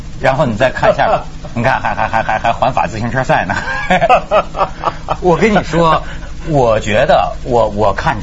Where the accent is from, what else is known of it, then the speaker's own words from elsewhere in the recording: China; now in France; 我说我第二祖国是法国行吗？第一祖国是中国。